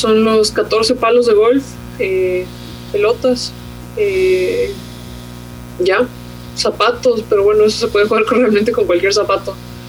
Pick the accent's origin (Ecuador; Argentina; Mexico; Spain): Ecuador; primera y única ecuatoriana que he jugado en este circuito, y realmente me siento muy orgullosa de poder traer la bandera de mi país